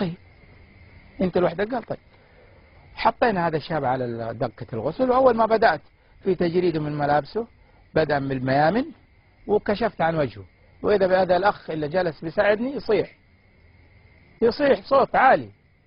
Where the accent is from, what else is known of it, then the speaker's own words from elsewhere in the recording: Saudi Arabia; المقابر في عندنا في السعودية كما تشاهد